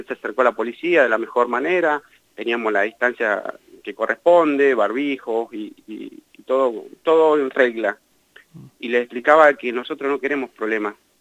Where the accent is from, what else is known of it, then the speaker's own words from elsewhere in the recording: Argentina; todos somos argentinos y todos necesitamos laburar